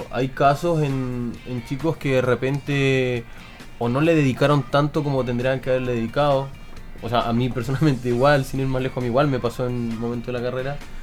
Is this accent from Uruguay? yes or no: no; Puerto Natales, Magallanes, Chile; De Puerto Natales.